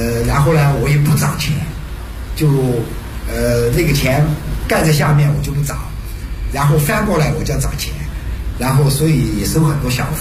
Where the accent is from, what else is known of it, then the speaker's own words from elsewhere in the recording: Chengdu, Sichuan, China; accent: Sichuan; moved away as an adult; 我的普通话有点差，有点很川普的。对，我是地道的成都人，而且就是这个生活圈长大的。我母亲怀我也没怀够，所以就早产儿，就我就生在家里了。就我的外婆是我的接生婆，所以就我算是出身正确的一个成都人。